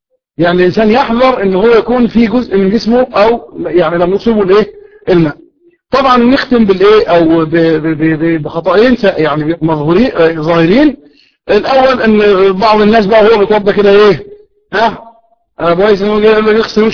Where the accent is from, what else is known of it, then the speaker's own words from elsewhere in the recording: Kafr El Sheikh Governorate, Egypt; قلت له انا من كفر الشيخ.